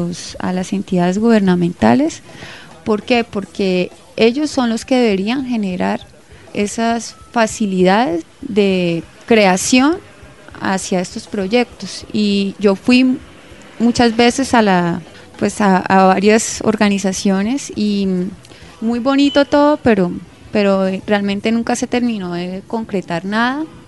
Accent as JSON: {"language": "Spanish", "town": "San Vicente de Chucurí", "region": "Santander", "country": "Colombia", "tie": "born or raised there", "said": "Primero, pues, San Vicente, ¿por qué? Porque soy oriunda de San Vicente."}